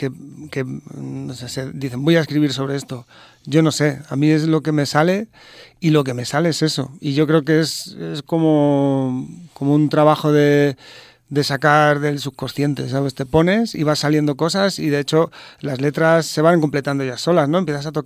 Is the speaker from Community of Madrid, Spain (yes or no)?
yes; Madrid, Community of Madrid, Spain; now in Miraflores de la Sierra, Spain; yo soy de Hortaleza de toda la vida, ahora vivo en Miraflores de la Sierra, pero yo me considero hortalino, vamos, eso va a ser así siempre.